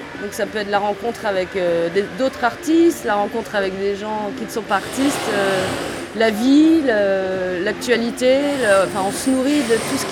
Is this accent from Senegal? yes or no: no; Brittany, France; born there; Je suis née dans une région qui s'appelle la Bretagne.